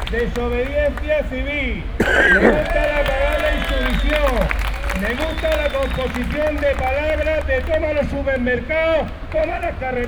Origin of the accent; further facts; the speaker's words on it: Region of Murcia, Spain; Yo soy murciano, soy parado ya 3 años y medio, estoy en todas las estadísticas, mayor de 45 años